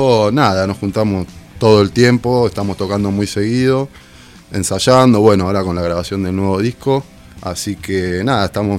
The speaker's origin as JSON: {"language": "Spanish", "town": "Tres Arroyos", "region": "Buenos Aires Province", "country": "Argentina", "said": "De Tres Arroyos somos."}